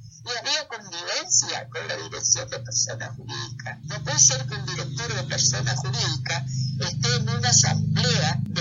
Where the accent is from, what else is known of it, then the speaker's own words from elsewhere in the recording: Chaco, Argentina; porque yo soy chaqueña, nací en el Chaco, me eduqué en el Chaco y trabajé en el Chaco en el tema de la justicia administrativa.